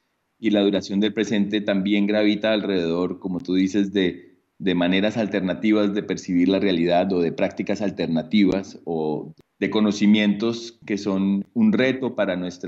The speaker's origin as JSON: {"language": "Spanish", "town": "Cali", "region": "Valle del Cauca", "country": "Colombia", "lives_now": "Berlin, Germany", "said": "que es un nombre francés porque papá francés, pero soy caleño y soy artista y vivo en Berlín, un poco entre París y Berlín ahora."}